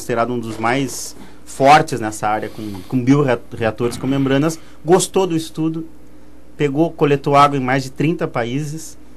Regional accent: Paraí, Rio Grande do Sul, Brazil; Não, eu sou de Paraí.

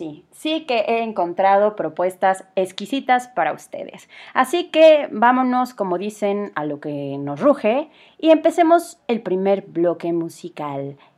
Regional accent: Mexico; Les platico un poquito de mí. Yo soy mexicana.

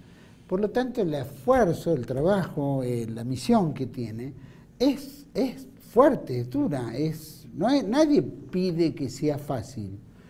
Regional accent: Argentina; nosotros no tenemos que tener miedos tampoco como argentinos en avanzar por la patria

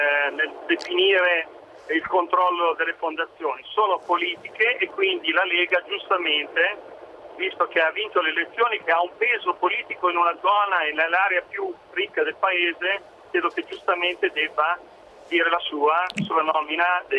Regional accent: Pesaro, Marche, Italy; Io vengo da Pesaro

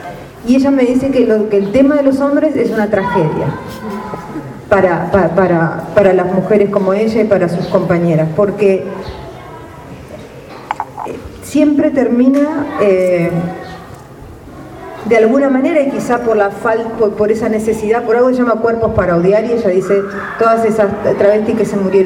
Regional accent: Argentina; Yo soy argentina

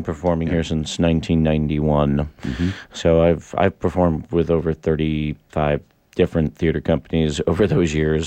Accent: Maine, United States; because I'm from Maine originally, mm-hmm. and Emerson College is in Boston. I'm a New Englander.

